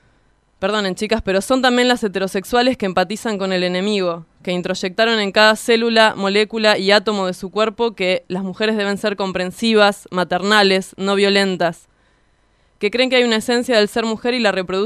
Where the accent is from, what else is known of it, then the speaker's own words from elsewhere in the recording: Hurlingham, Buenos Aires Province, Argentina; Estamos en Radionauta 106.3. … de Hurlingham.